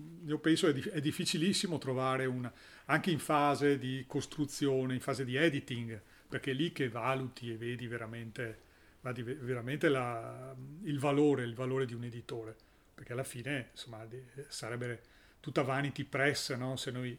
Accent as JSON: {"language": "Italian", "town": "Venice", "region": "Veneto", "country": "Italy", "said": "Allora, da buon veneziano, 54 è un numero che sì, mi dice tante cose"}